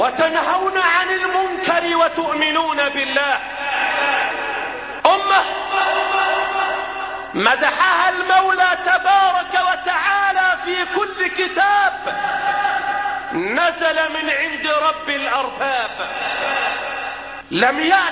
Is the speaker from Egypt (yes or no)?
yes; Egypt; اللهم احفظ بلادنا مصر وسائر بلاد